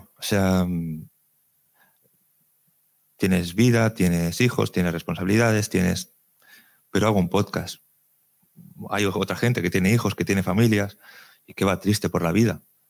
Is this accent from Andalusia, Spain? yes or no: no; Region of Murcia, Spain; also born or lived in Terrassa; now in Valencia, Spain; yo nací en Cataluña, en Terrassa, estuve 10 años viviendo allí, luego estuve 20 años viviendo en Murcia, ahora llevo 17 años aquí en Valencia